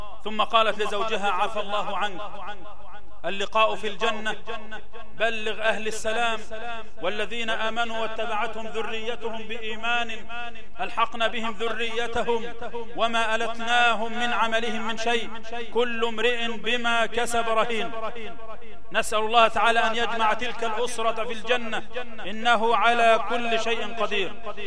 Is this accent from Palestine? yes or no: no; Egypt; اللهم اجعل بلدنا مصر آمنا مطمئنا سخاء رخاء